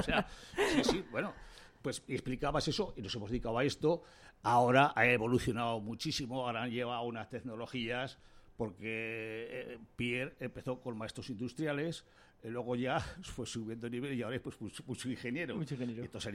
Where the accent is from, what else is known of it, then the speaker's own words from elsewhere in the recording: Tudela, Navarre, Spain; yo nací en Tudela, soy de Tudela, vivo en Tudela, pero tengo una relación total con Fontellas. Mis padres eran de Fontellas